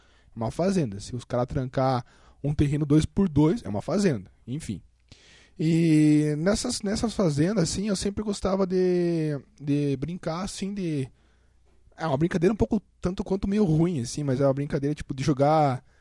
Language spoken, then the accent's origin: Portuguese; Paraná, Brazil; atualmente eu tô morando na cidade de Curitiba, mas por incrível que eu pareça, eu nasci no interior do Paraná. Como aqui diz, eu sou VIP. Sou VIP, vim do interior do Paraná.